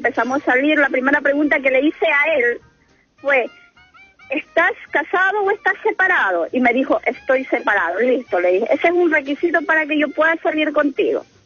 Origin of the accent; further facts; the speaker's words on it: Guayaquil, Guayas, Ecuador; now in Chile; llegué hace un año y medio acá a Chile, soy ecuatoriana.